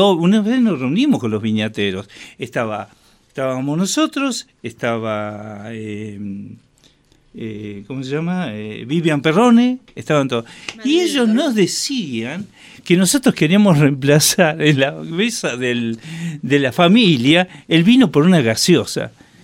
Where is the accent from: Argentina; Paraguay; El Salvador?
Argentina; Buenos Aires; Yo soy porteño, pero represento a Río Negro.